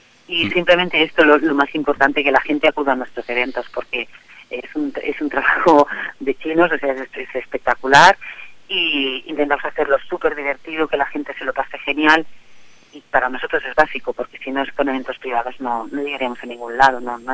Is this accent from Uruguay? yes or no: no; Terrassa, Catalonia, Spain; yo soy de Tarrasa. Aquí Tarrasa la tengo plagada siempre de actos